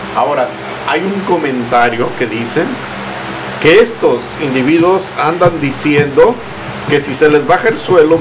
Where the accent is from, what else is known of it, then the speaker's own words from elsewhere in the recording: Mexico; nosotros como mexicanos en el extranjero